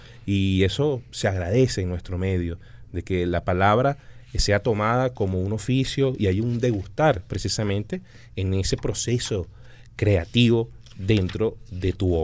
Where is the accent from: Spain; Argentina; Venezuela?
Venezuela; en los tiempos que actualmente vivimos como venezolanos